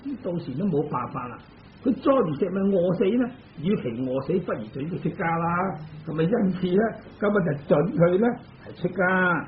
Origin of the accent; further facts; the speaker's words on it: China; 但我哋中国人喜欢简略啊